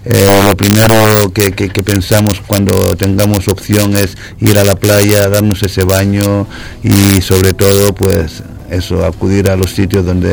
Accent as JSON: {"language": "Spanish", "region": "Canary Islands", "country": "Spain", "said": "en mi tierra hay una derecha que mucha gente la considera la mejor derecha de Europa."}